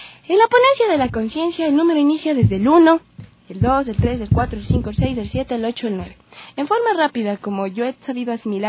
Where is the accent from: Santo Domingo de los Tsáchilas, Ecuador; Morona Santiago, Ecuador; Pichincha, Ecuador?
Pichincha, Ecuador; Quito; soy de Quito. Trabajo en el arte escénico, soy bailarina, soy actriz